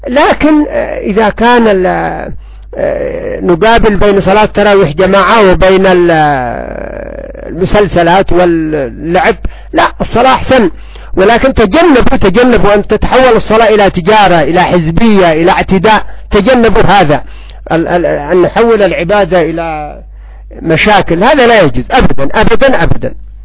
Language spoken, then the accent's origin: Arabic; Yemen; ولا سيما عندنا في اليمن